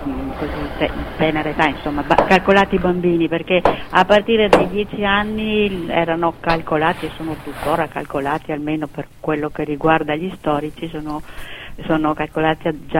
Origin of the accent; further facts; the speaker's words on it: Trieste, Friuli-Venezia Giulia, Italy; moved away as an adult; also born or lived in Rijeka; now in Brussels, Belgium; sono nata a Fiume che adesso, io dico sempre purtroppo, si chiama Rijeka, è diventata Jugoslavia, poi adesso è Croazia, subito dopo la fine della Seconda Guerra Mondiale, con la mia famiglia ritrovata, ci siamo stabiliti a Trieste